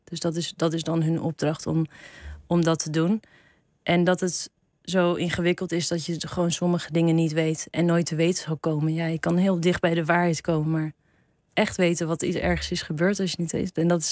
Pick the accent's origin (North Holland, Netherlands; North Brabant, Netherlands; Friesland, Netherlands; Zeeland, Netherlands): North Holland, Netherlands; Heemstede; Heemstede.